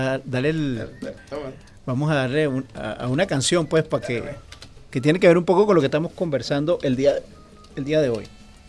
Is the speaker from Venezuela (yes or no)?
yes; Venezuela; esa reserva moral que nosotros tenemos que elevar como venezolanos.